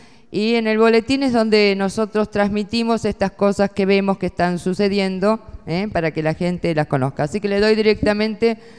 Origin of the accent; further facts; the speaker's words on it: Buenos Aires, Argentina; Buenos Aires, qué vergüenza me da, y soy porteña